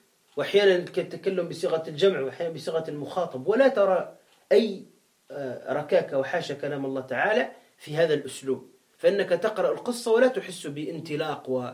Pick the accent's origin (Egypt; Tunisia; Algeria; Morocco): Tunisia; هذا عندنا في تونس هكذا قال